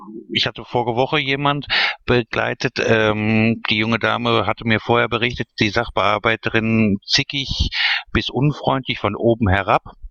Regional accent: Duisburg, North Rhine-Westphalia, Germany; ich komme aus Duisburg.

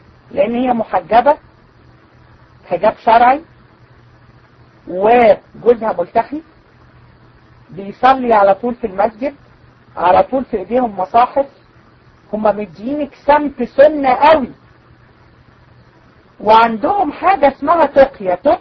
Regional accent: Egypt; اللي منتشرة عندنا في مصر والعياذ بالله

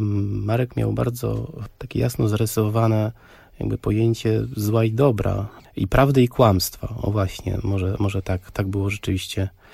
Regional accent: Warsaw, Masovian Voivodeship, Poland; Ja jako osoba z Warszawy, wychowany tutaj na osiedlu za Żelazną Bramą, właściwie na nowo odkrywałem to miasto, chociaż jestem stąd

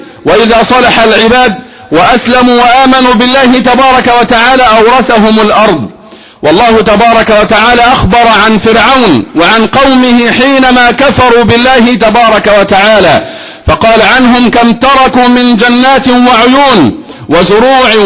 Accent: Egypt; فنحن أصل هذه البلد وأهل هذه البلد، فنحن أصلها وأهلها، أصلها وأهلها بانتسابنا إلى هذه البلد كمصريين، وأصلها وأهلها بانتسابنا إلى دين الله تبارك وتعالى

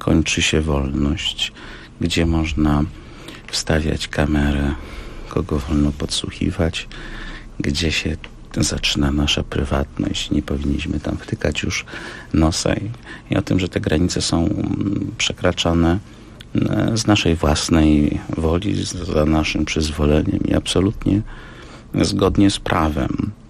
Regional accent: Kraków, Lesser Poland, Poland; also born or lived in Warsaw; now in Słupsk, Poland; Ja jestem Krakusem, a portem drogą przez Warszawę. Idąc na północ, dotarłem nad morze i zatrzymałem się w Słupsku.

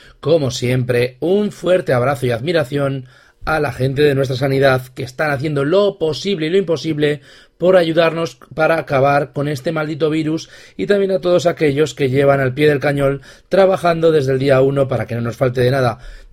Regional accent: Zaragoza, Aragon, Spain; Los que somos de Zaragoza y nos gustan las escape rooms

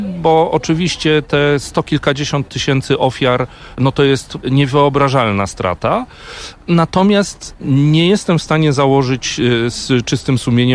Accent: Szczecin, West Pomeranian Voivodeship, Poland; also born or lived in Gdańsk; now in Warsaw, Poland; Z urodzenia jestem gdańszczaninem, bo mama pochodzi z Gdańska, natomiast wychowałem się w Szczecinie, bo tata jest ze Szczecina

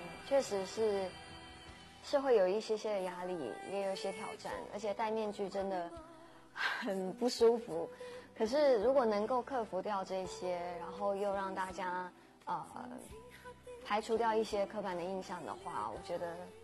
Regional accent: Guangdong, China; 因为自己也是广东人，所以也可以借这个机会让大家知道其实粤语也是我第二母语

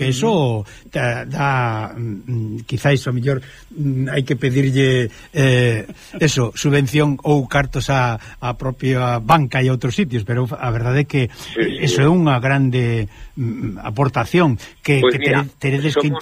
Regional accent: Covelas, Galicia, Spain; lembro a miña aldea onde eu, pasei uns anos de cativiño, resulta que chamábase Covelas, se lia ao ladiño de Celanova.

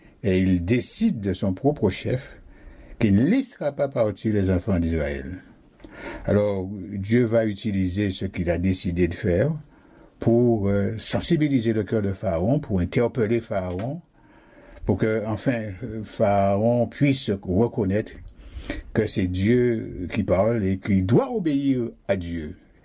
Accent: Guadeloupe; Vous le savez bien, chez nous, en Guadeloupe, lorsque il n'y a pas d'eau

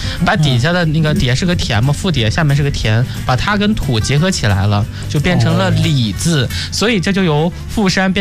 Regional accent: Northeast China, China; 其实我是一个东北人，我的生活环境当中不太会有水这个事情

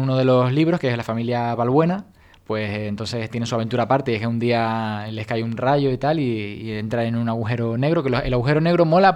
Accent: Canary Islands, Spain; accent: Canarian; No sabéis interpretar mi acento canario.

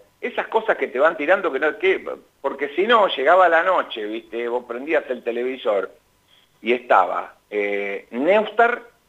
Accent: Mar del Plata, Buenos Aires Province, Argentina; yo tenía un trío de rock en Mar del Plata, o sea, ya avanzada mi adolescencia en Mar del Plata

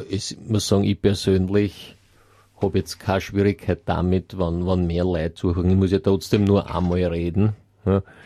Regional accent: Austria; vielleicht nicht bei uns in Österreich

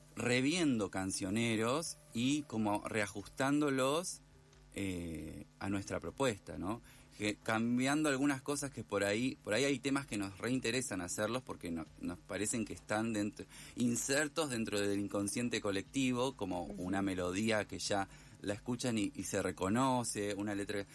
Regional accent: Esperanza, Santa Fe, Argentina; born or raised there; moved away as an adult; now in Buenos Aires, Argentina

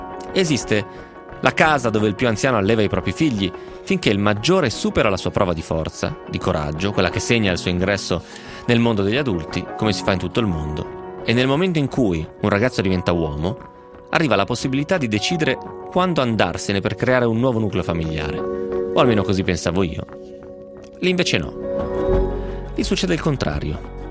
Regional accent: Novara, Piedmont, Italy; born there; fossi nato in India probabilmente non direi così. Però sono nato a Novare, che ci posso fare?

